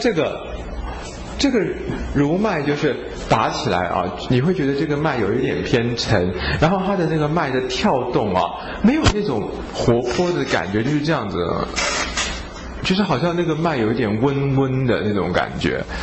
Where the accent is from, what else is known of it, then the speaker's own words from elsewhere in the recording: China; 那我们中国人都说啊，香味香味，这个香者气之正也